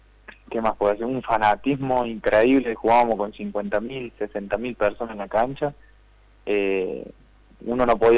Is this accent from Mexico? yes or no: no; Malagueño, Córdoba, Argentina; Estoy acá en mi pueblo, yo vivo de Córdoba capital, saliendo un poco yendo para Carlos Paz, que se llama Malagueño.